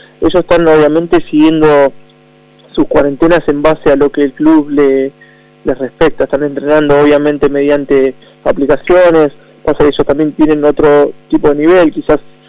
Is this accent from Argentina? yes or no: yes; Argentina; nos nombran a nosotros como argentinos de mucho carácter